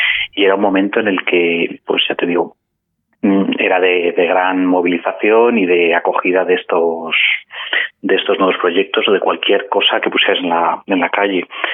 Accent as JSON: {"language": "Spanish", "town": "Madrid", "region": "Community of Madrid", "country": "Spain", "said": "somos todos de Madrid, el periódico se edita en Madrid."}